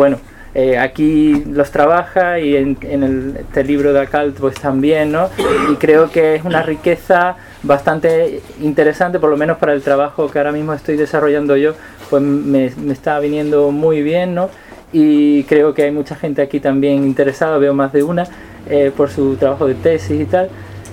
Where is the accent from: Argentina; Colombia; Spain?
Spain; Algeciras, Andalusia; Yo soy de Algeciras, entonces bueno, me baño mucho en la playa de Tarifa